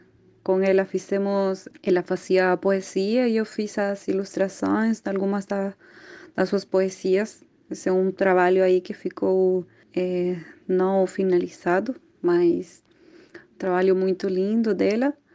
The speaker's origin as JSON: {"language": "Portuguese", "country": "Chile", "second_language": "Portuguese", "said": "Sou de Chile, nascida no Chile, sou artista visual, gosto muito de viajar"}